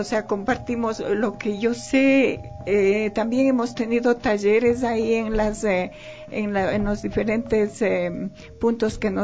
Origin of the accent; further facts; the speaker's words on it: Quito, Pichincha, Ecuador; Es que yo toda la vida viví aquí porque yo soy nacida aquí.